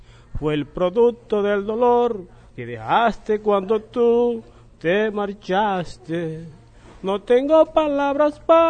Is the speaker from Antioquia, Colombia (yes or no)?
no; Valledupar, Cesar, Colombia; Vengo de Valledupar, soy compositor, canto vallenato